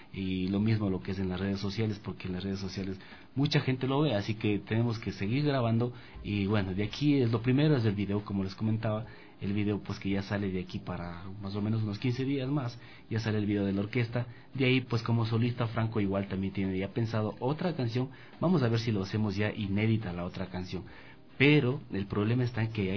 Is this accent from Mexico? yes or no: no; Ambato, Tungurahua, Ecuador; now in Quito, Ecuador; Yo soy de Ambato, como les había comentado, pero aquí en la capital tengo amigos